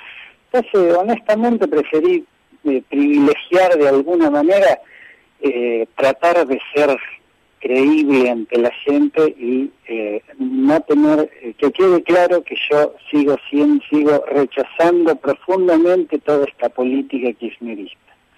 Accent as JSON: {"language": "Spanish", "town": "Olavarría", "region": "Buenos Aires Province", "country": "Argentina", "tie": "born or raised there", "said": "Yo nací y me crié acá en Olavarría."}